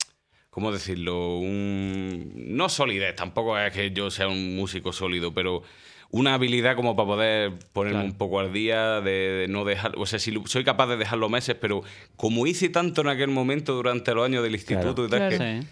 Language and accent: Spanish; Córdoba, Andalusia, Spain; now in Granada, Spain; he vivido en Córdoba un tiempo, he vivido, uh-huh. bueno, en realidad 12 años, yo me crié allí en Córdoba.